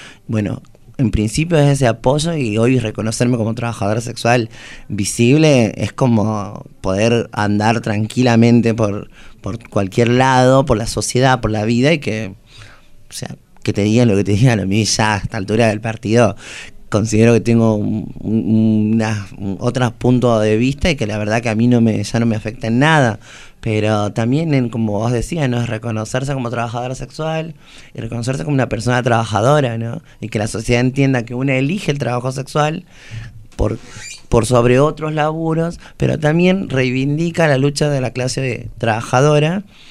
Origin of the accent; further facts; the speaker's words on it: Santiago del Estero, Argentina; he sido trabajadora sexual desde los 19, 20 años, en mi ciudad natal, en Santiago del Estero